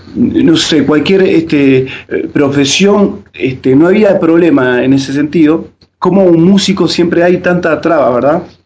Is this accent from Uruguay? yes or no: yes; Uruguay; moved away as an adult; es difícil desde el momento que uno decide, ¿verdad?, dejar sus raíces. Nosotros, bueno, somos uruguayos, Y por lo tanto tenemos otra cultura, otras costumbres